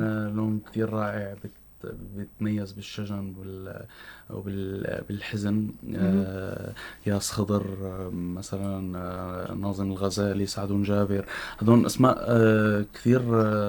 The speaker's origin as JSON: {"language": "Arabic", "town": "Homs", "region": "Homs Governorate", "country": "Syria", "said": "ما عم يصير دعم لموضوع التربيه الموسيقيه والكليه بشكل عام عندنا بحمص"}